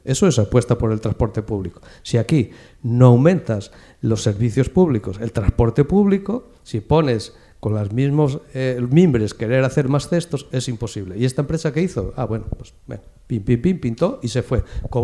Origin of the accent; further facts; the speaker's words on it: Mieres, Asturias, Spain; yo que vengo de Mieres